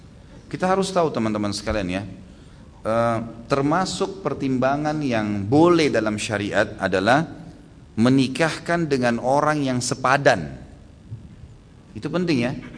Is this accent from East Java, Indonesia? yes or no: yes; East Java, Indonesia; kita kebetulan dari Jawa Timur, orang Jawa Timur.